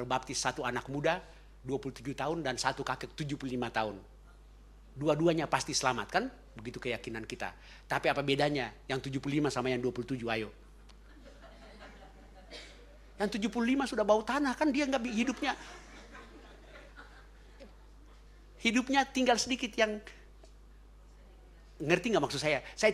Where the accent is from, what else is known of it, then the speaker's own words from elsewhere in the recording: Ambon, Maluku, Indonesia; karena saya orang Ambon